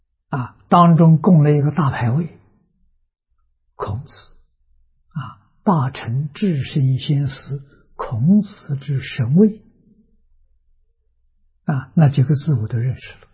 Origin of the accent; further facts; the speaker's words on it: Tongcheng, Anhui, China; 小时候生长在农村，农村里头有私塾，啊，我们家乡乡下读书的风气很盛，那是桐城派的老家